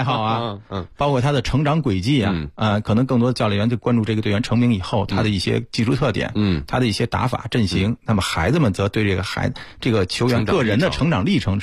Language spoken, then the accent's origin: Chinese; Beijing, China; 我其实因为是也是土生土长北京人嘛